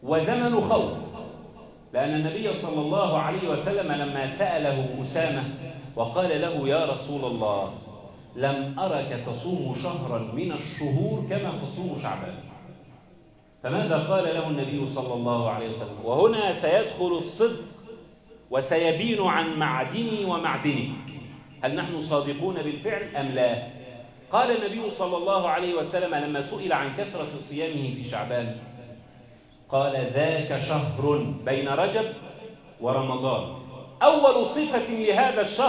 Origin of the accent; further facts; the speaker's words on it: Egypt; بلدنا مصر